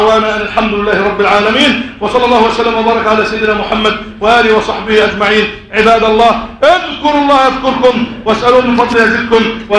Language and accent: Arabic; Egypt; اللهم إنا نسألك أن تجعل بلدنا مصر أمنا أمانا سخاء رخاء